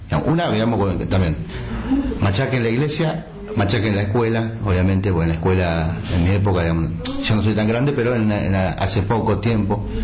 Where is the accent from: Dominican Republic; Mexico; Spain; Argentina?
Argentina; Pilcaniyeu, Río Negro; born there; now in El Bolsón, Argentina; Pilcanilleu. Pilcanilleu queda... cerca de Bariloche, más o menos, 60 kilómetros, Bariloche, línea sur, más o menos.